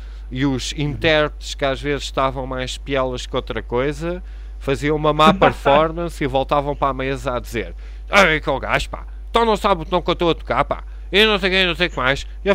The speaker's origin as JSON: {"language": "Portuguese", "country": "Portugal", "said": "Porque eu próprio, como português, fosse para fora"}